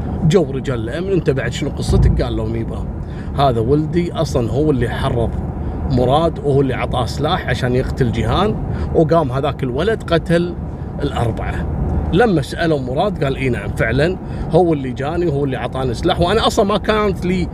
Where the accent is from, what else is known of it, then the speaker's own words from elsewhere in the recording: Kuwait; نفس القصة حصلت عندنا في الكويت